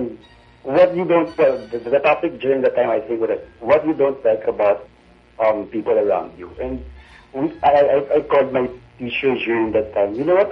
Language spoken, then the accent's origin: English; Central Luzon, Philippines; I am from Bulacan.